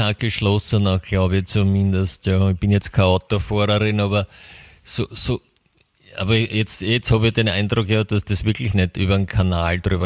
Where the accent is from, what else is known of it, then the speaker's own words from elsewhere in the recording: Vienna, Austria; wir haben es da bei uns in Österreich, in Wien, so schön.